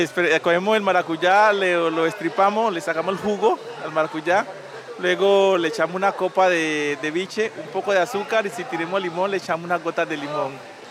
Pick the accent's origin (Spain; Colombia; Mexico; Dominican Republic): Colombia; ¿cómo así que me preguntan que soy colombiano sabiendo que somos colombianos?